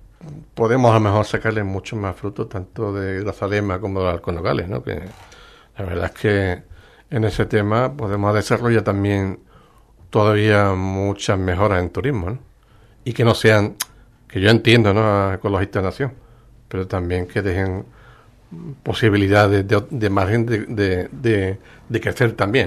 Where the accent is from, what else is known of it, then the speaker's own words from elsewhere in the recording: Ubrique, Andalusia, Spain; mucho de mi familia están trabajando fuera de Ubrique. No los tengo en Ubrique